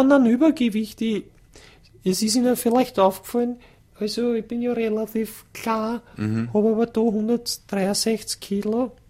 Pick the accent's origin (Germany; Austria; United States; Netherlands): Austria; wir als Österreicher